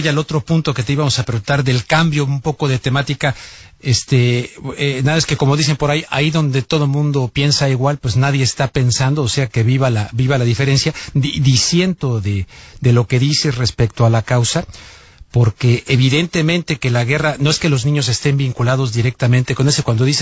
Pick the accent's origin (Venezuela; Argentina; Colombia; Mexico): Mexico; te lo digo como mexicano, o sea, lo he vivido en mi país